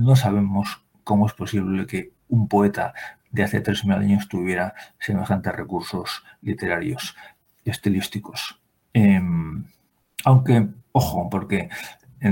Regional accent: Spain; Y esto lo digo siendo español

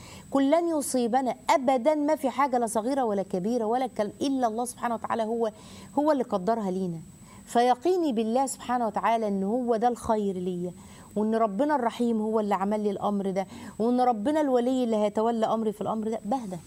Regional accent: Tanta, Gharbia, Egypt; لا دي بلد الجامعة، أنا من طنطا

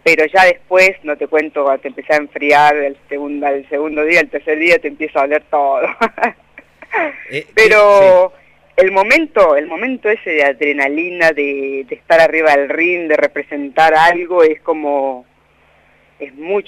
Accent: La Pampa, Argentina; also born or lived in Colombia; now in Anguil, Argentina; yo soy argentino y pampeana a muerte.

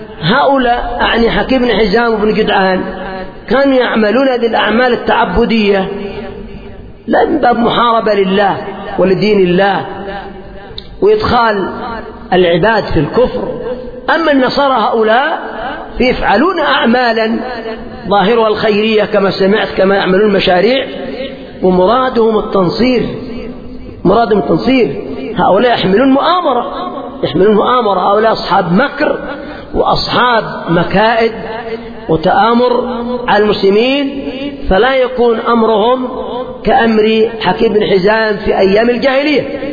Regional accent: Yemen; مثل ما يقال عندنا في اليمن

